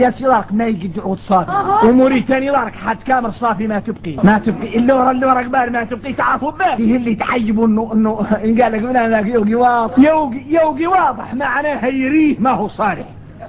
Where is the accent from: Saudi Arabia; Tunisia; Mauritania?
Mauritania; احنا درك موريتاني عندنا فهم عن مولانا خاص